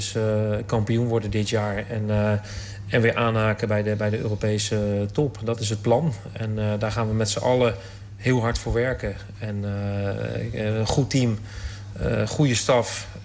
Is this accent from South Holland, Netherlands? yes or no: yes; The Hague, South Holland, Netherlands; born there; want ik ben geboren in Den Haag.